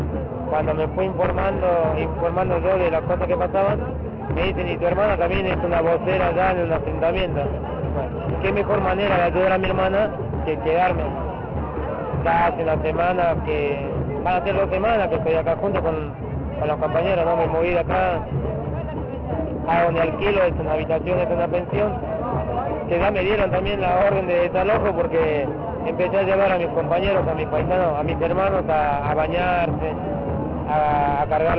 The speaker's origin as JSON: {"language": "Spanish", "region": "Jujuy", "country": "Argentina", "lives_now": "Buenos Aires, Argentina", "said": "Yo vivo acá, en Buenos Aires, soy de Jujuy."}